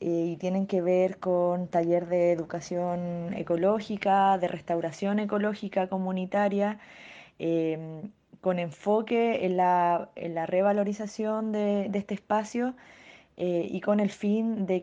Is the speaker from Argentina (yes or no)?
no; Penco, Biobío, Chile; soy pobladora de Penco. Nací y criada en Penco